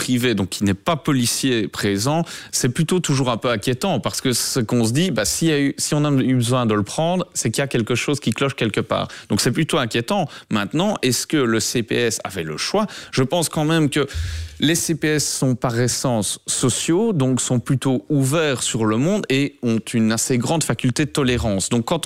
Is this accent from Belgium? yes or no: yes; Liège, Wallonia, Belgium; je vous prends l'exemple d'où je viens, de la ville de Liège